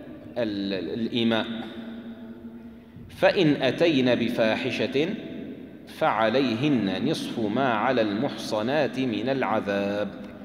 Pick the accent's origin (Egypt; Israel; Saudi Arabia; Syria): Syria; عندنا في الشام يستعملون كلمة بروح فيها